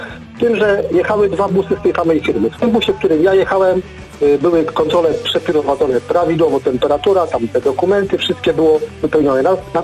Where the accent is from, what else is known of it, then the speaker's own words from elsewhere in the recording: Gostynin, Masovian Voivodeship, Poland; jestem z Gostynina.